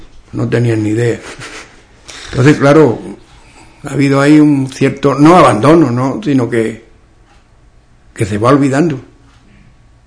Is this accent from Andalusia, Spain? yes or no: yes; Andalusia, Spain; accent: western Andalusian; las hablas andaluzas se pueden dividir en hablas orientales y las occidentales. En las occidentales, que estamos nosotros